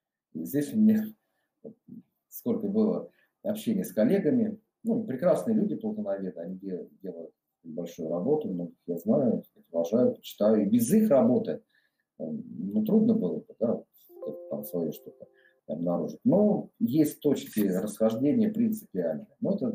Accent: Voronezh, Voronezh Oblast, Russia; как я сам родился в Воронеже, долгое время жил в нем. И вот в детстве, вот когда там бегали по каким-то, так сказать, заброшенным депо, паровозы

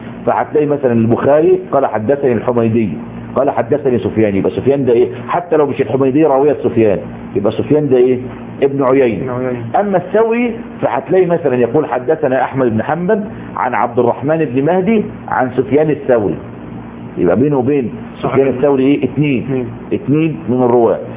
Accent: Egypt; وكان قديما عندنا في مصر ويسمى علم الوجادة

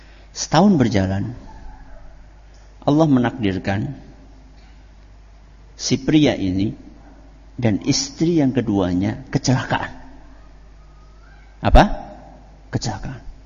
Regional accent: Java, Indonesia; Kalau bahasa kita orang Jawa, disupatani.

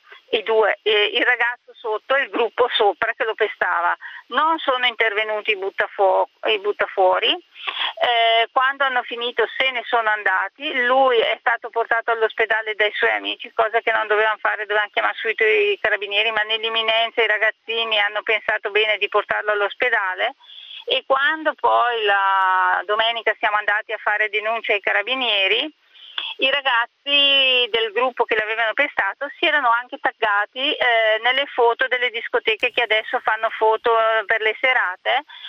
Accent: Brescia, Lombardy, Italy; Allora, noi siamo di Brescia

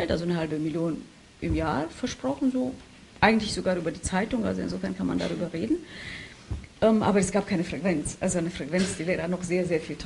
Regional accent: Romania; war meine Heimatstadt Rumänien, in Rumänien europäische Kulturhauptstadt.

